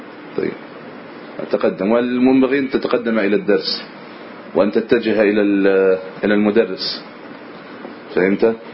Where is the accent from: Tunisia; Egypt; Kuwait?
Egypt; نريد أن يكون عندنا في مصر هنا مثلا جامعة إسلامية سلفية رسمية